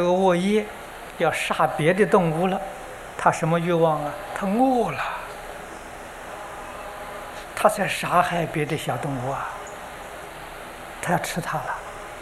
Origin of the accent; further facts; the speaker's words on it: China; 就是我们中国人讲的这个福底下那个德去掉